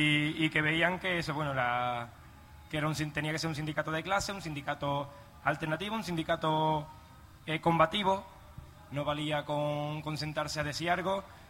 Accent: Palma del Río, Andalusia, Spain; yo soy de Palma del Río, el pueblo donde está la finca de Somonte.

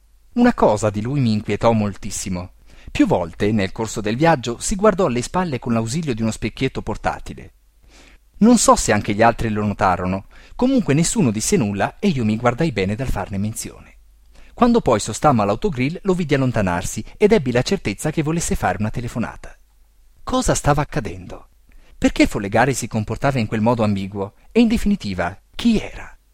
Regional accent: Bollate, Lombardy, Italy; Sono cresciuto a Bollate, in provincia di Milano

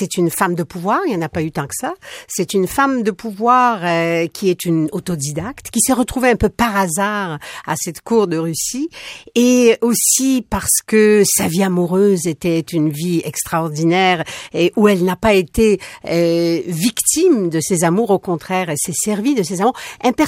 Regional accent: Poland; qui est une ville polonaise aujourd'hui, mon pays d'origine

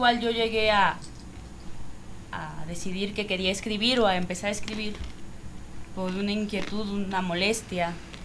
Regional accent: State of Mexico, Mexico; como mujer mexicana del Estado de México, que es el lugar con mayor índice de feminicidios en el país, de uno de los municipios ubicados hasta el principio de esa fila

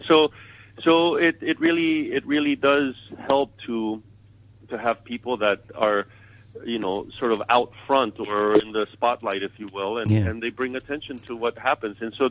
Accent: Chile; when I was growing up in Chile, there was no such thing as a youth orchestra.

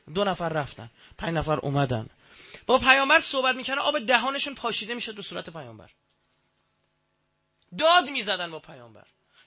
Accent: Iran; ما ایرانیم من عرب نیستم بودم به ذات مثلا نژادم چه میدونم شاید تو اجدادم یه عربی هم بوده خبر ندارم ولی مطمئنم عرب نیستم.

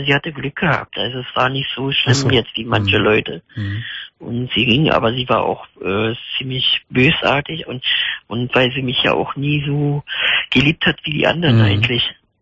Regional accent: Bocholt, North Rhine-Westphalia, Germany; now in Berlin, Germany; Ich komme ja aus Bocholt unten, aber jetzt wohne in Berlin seit 71

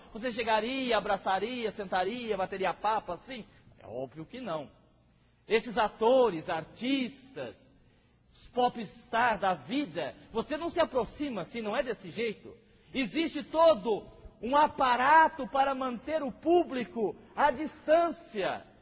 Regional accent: Votuporanga, São Paulo, Brazil; eu sou de Votuporanga.

